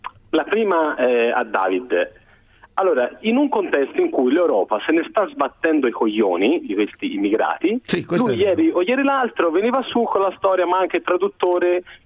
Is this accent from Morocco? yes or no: no; Senegal; now in Turin, Italy; Io sono dall'Africa, io sono senegalese.